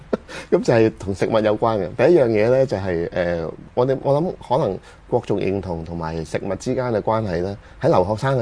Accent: China; 即係會覺得我一個中國人咧，會係對麻婆豆腐係應該有一定嘅認識嘅

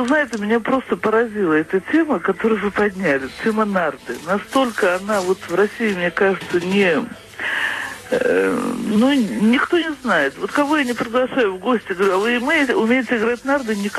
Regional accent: Baku, Azerbaijan; Я выросла в Азербайджане, в Баку.

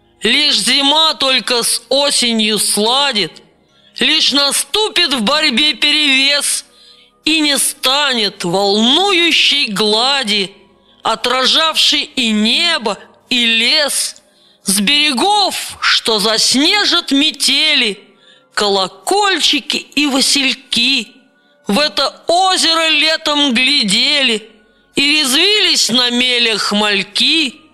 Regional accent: Moscow Oblast, Russia; born there; Родился я в Подмосковье, а живу на маленьком хуторе во Владимирской губернии.

